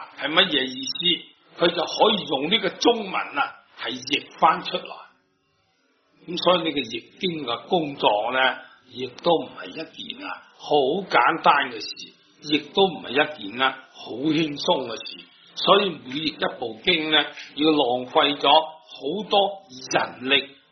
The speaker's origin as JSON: {"language": "Chinese", "country": "China", "said": "我就是中国人，我们只是懂得这个中国字"}